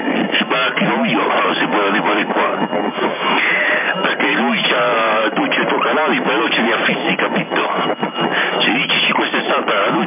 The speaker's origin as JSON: {"language": "Italian", "region": "Sardinia", "country": "Italy", "said": "Hola, ascoltate, sono di Sardegna Italia."}